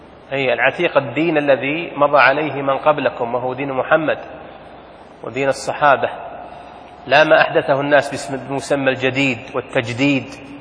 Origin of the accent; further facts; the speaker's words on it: Saudi Arabia; لأن الدين ما هو بدين أهلنا، وله ديننا حنا يا سعوديين